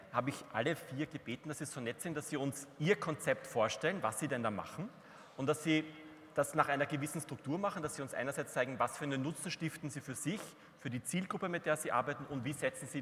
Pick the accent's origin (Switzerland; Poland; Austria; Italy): Austria; ich möchte Sie mitnehmen auf eine kleine Wanderung. Ich komme aus Österreich, das hören Sie an meiner Färbung der Sprache vielleicht.